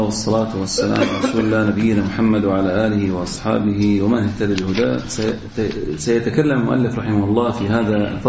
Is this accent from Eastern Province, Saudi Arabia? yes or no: yes; Al-Ahsa, Eastern Province, Saudi Arabia; عندنا في الأحساء